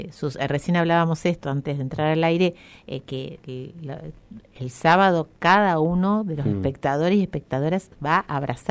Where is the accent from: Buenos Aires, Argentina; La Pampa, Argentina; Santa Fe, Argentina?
La Pampa, Argentina; Colonia Barón; also born or lived in Quemú Quemú; cuando yo nací en Quemuquemú y cuando era muy chica nos fuimos a vivir a Colonia Varón por el trabajo de mi viejo.